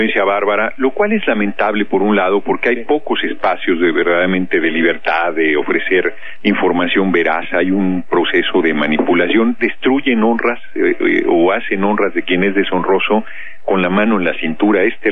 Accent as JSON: {"language": "Spanish", "town": "Tlalnepantla", "region": "State of Mexico", "country": "Mexico", "tie": "born or raised there", "said": "Tlalnepantla, en el Estado de México. Yo nací en el DF, pero muy chicos, nos fuimos a la zona conurbada"}